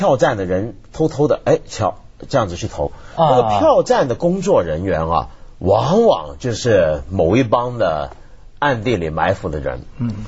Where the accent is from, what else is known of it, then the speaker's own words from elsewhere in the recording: Taiwan; 因为我记得我小时候在台湾的时候